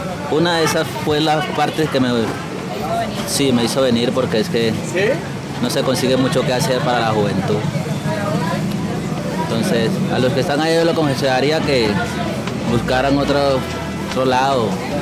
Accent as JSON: {"language": "Spanish", "town": "Buenaventura", "region": "Valle del Cauca", "country": "Colombia", "tie": "born or raised there", "lives_now": "Cali, Colombia", "said": "No, claro que yo voy a volver a mi tierra. Puedo irme para donde sea, pero a mi tierra yo tengo que volver."}